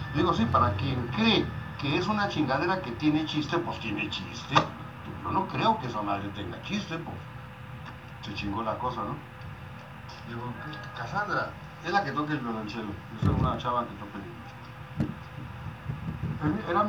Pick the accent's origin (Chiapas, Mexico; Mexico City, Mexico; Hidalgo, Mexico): Mexico City, Mexico; Porque pues yo soy, imagínate, del DF, imagínate, vengo de allá, imagínate.